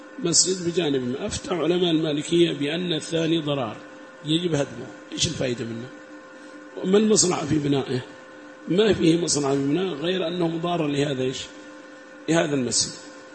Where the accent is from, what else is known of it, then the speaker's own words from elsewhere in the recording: Yemen; وأما عندنا في اليمن ربما صلوا تقية